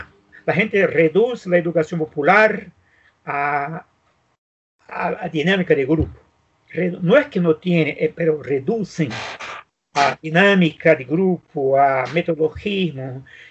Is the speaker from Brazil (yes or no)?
yes; Brazil; Spanish is a second language; nosotros vivimos en Brasil. Entonces, yo soy el pocos brasileños que conoce todo el país, todo, todo.